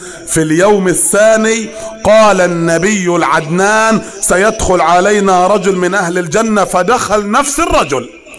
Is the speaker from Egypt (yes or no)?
yes; Upper Egypt, Egypt; زي ما بنقول عندنا في الصعيد.